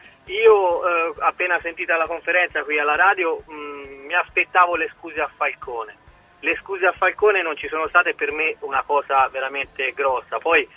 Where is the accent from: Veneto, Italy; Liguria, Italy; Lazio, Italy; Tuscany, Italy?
Tuscany, Italy; Io da toscano verace inviterei tutti gli sportivi